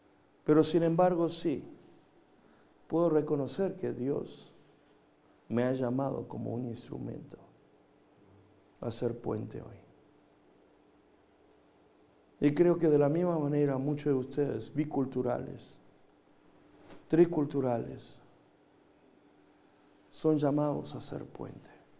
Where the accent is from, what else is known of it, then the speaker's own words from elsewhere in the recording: Argentina; also born or lived in Korea / United States; now in Mexico; nací en Corea, crecí en Argentina, estudié en Estados Unidos, ahora estoy aquí en México ministrando.